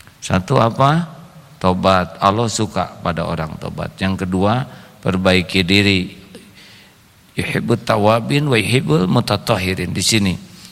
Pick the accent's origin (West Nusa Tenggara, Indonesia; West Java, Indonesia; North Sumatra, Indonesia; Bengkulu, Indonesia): West Java, Indonesia; saya orang Sunda tapi dulu kurang bagus nilainya